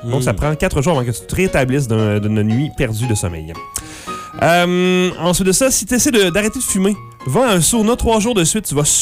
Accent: France; Ah ben, je suis français. Je suis français.

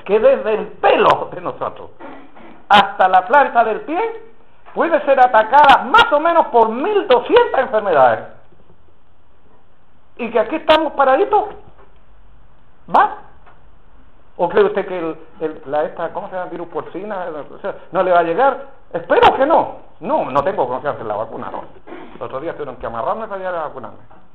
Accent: Chile; Somos chilenos, ¿no? Y los chilenos somos bien rencorosos, empezando por mí.

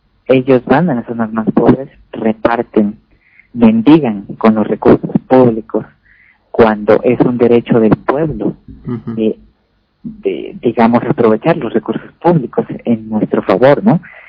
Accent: Mexico; Me da mucha vergüenza decir que vivo en un país de ignorantes, pero es la verdad.

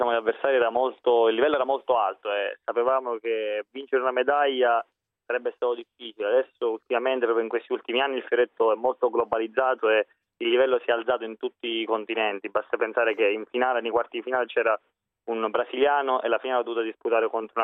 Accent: Catania, Sicily, Italy; born there; In realtà sono nato realmente a Catania

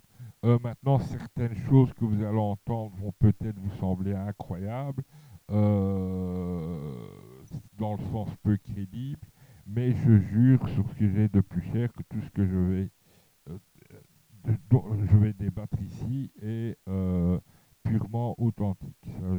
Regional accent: Charleroi, Wallonia, Belgium; étant à Mons, je rentrais quand même régulièrement dans ma ville natale, c'est-à-dire Charleroi

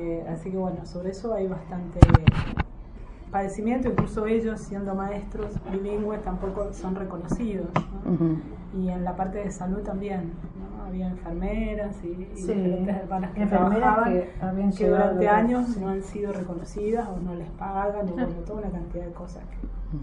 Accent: Esquel, Chubut, Argentina; born there; nací en Esquel, en Chubut. Tengo un apellido mapuche y después fui adoptada por una familia francesa.

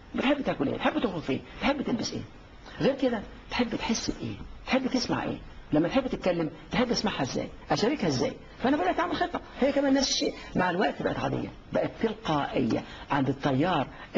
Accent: Egypt; كله زي احنا عندنا في مصر يقول لك ازاي؟

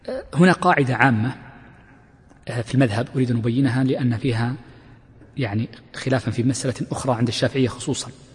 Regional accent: Mecca, Makkah Province, Saudi Arabia; وهكذا بعض المدن المتقاربة جدا عندنا في مكة

